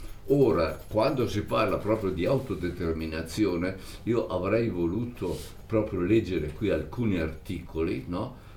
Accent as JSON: {"language": "Italian", "town": "Reggio Emilia", "region": "Emilia-Romagna", "country": "Italy", "tie": "born there", "said": "anch'io sono nato a Reggio Emilia"}